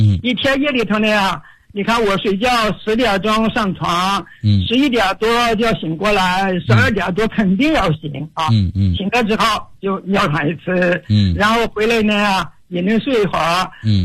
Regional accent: Foshan, Guangdong, China; 我来自广东佛山，今年已经84周岁了。

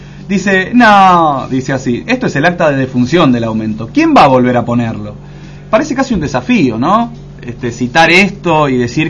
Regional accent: Argentina; Ah, no, somos argentinos.

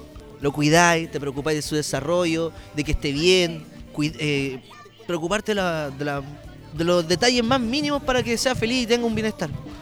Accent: Valparaíso, Chile; Que es lo que nosotros somos como porteños, po. Que somos, respiramos arte, respiramos cultura y respiramos amor por la ciudad.

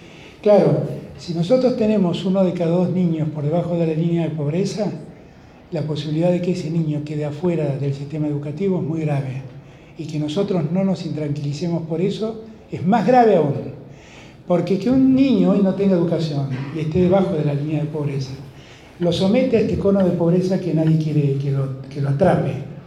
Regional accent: Buenos Aires, Argentina; yo soy porteño, y lo digo desde esta libertad que me doy

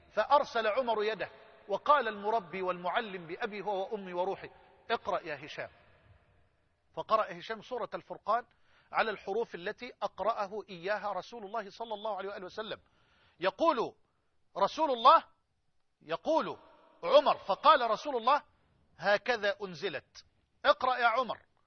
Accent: Egypt; يعني خدوا كده من الطوق بلغتنا كمصريين

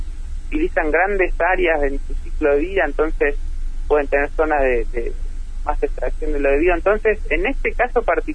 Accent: Neuquén, Argentina; Sí, yo soy oriundo de Neuquén, el año 99-2000 inicié mis estudios de biología

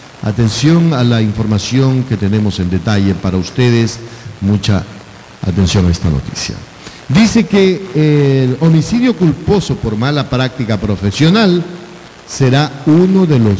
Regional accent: Ecuador; vos sos de Argentina y yo soy de Ecuador.

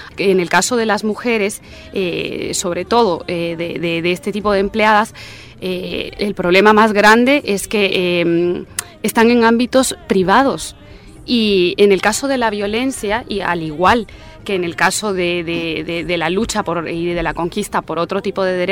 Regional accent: Guatemala; coordinadora de proyectos de la Plataforma de Mujeres Artistas contra la Violencia de Género y soy guatemalteca también.

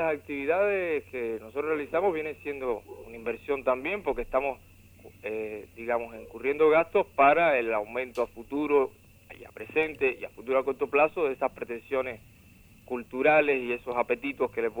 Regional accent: Cuba; como cubano, que muchas veces sentimos que es normal y que nos corresponde lo que como niños desde niños se nos ha estado entregando

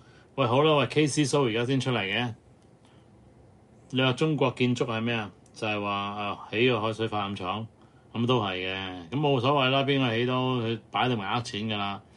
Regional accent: Hong Kong; 咁所以大家作為香港人想愛香港嘅話咧，就真係唔好掉以輕心啊

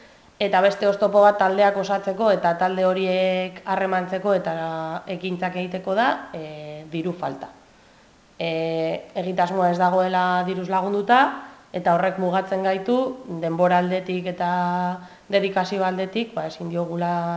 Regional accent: Barakaldo, Basque Country, Spain; ni Barakaldokoa naiz, orduan badakin nire herrian inoiz ez dudala euskaraz egingo

